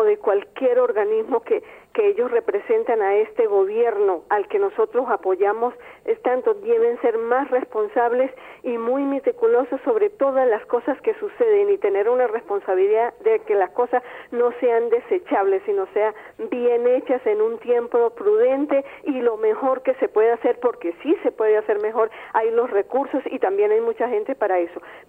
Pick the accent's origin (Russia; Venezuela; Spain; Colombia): Venezuela; Todos somos venezolanos